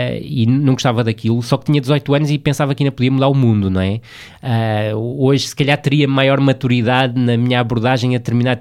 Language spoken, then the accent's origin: Portuguese; Vila do Conde, Porto, Portugal; moved away as an adult; also born or lived in Braga; Saí do Rio Ave, saí de Vila do Conde, onde nasci e onde vivi sempre até aos 23, 24 anos, e fui para Braga